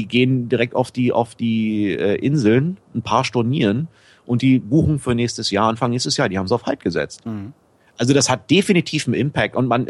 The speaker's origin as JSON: {"language": "German", "region": "Berlin", "country": "Germany", "said": "Der erste Umzug war ich komme eigentlich aus Berlin-Pankow. Und der erste Umzug war von Berlin-Pankow nach Charlottenburg, weil ich in Wilmersdorf einen Job hatte damals."}